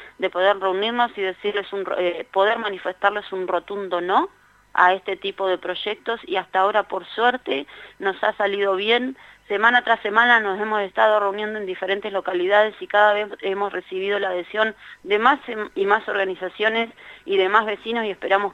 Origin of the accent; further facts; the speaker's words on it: Neuquén, Argentina; nosotros somos la provincia de Neuquén